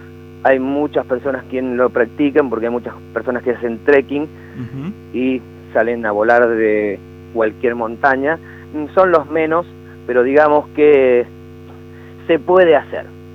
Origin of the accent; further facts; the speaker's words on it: Mendoza, Argentina; Sí, soy de Mendoza y lo arranqué en Mendoza.